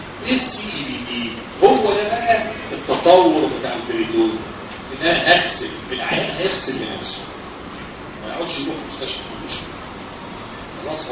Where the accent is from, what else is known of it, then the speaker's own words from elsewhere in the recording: Egypt; بس احنا بلدنا مصر في مصر حاجه بلاد الحلوه دي